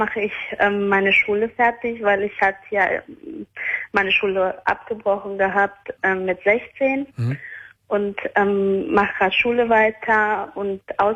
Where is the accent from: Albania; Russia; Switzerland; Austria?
Albania; Er kommt auch aus meinem Land, also wir sind beide Albaner.